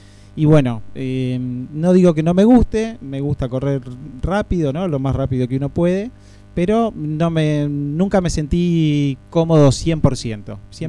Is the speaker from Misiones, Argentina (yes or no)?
no; Buenos Aires Province, Argentina; now in Claromecó, Argentina; Mira, yo soy de La Barría. Soy de La Barría y dejé de hacer deporte porque me fui a vivir a Capital, me fui a estudiar allá